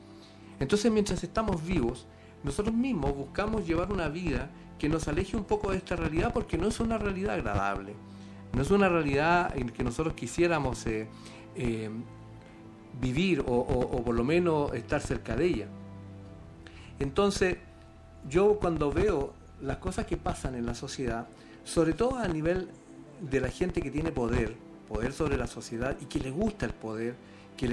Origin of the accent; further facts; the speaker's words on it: Valdivia, Los Ríos, Chile; En Valdivia, donde yo vivía, donde yo me crié y de donde vengo llegando hace unos pocos días